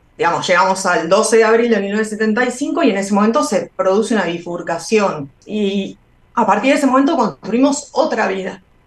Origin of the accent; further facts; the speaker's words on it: Argentina; now in Mexico; sí, yo vine de Argentina, estoy exiliado, vine de Argentina.